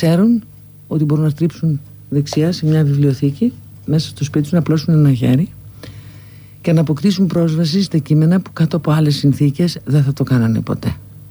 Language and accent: Greek; Larissa, Thessaly, Greece; Είμαι από τη Λάρισα και στη Λάρισα δεν πήγα ποτέ.